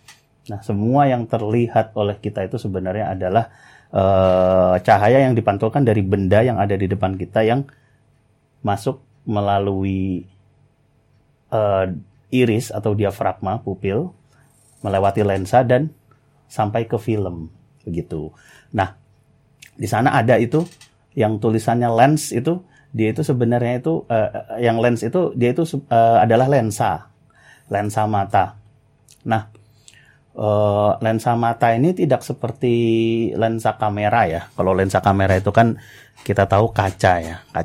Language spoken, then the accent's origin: Indonesian; Tangerang, Banten, Indonesia; now in Sleman, Indonesia; Saya asal dari Tangerang dan saat ini tinggal di Sleman di Kecamatan Godean.